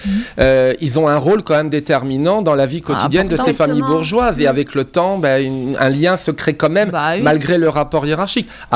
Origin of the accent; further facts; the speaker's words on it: France; nous, on a un regard d'occidentaux, on se place à travers, puisqu'on est français